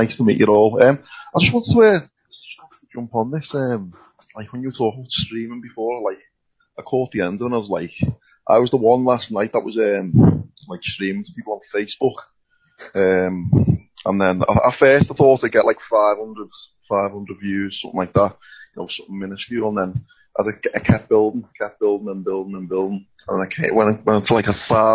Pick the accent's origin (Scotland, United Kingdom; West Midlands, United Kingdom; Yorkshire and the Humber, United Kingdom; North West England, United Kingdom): North West England, United Kingdom; Liverpool; I know I'm from Liverpool myself